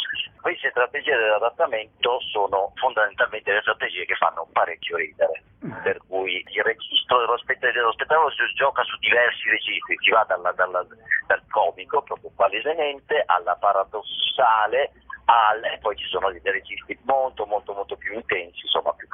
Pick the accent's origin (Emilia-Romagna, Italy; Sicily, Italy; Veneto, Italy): Veneto, Italy; l'uno sono io, i 6.000 sono i 6.000 abitanti del mio paesino nella provincia di Vicenza.